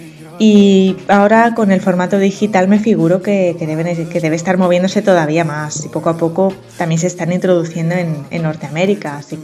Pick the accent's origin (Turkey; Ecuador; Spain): Spain; Barcelona, Catalonia; yo soy de Barcelona y aunque me he movido bastante desde pequeña, actualmente resido aquí.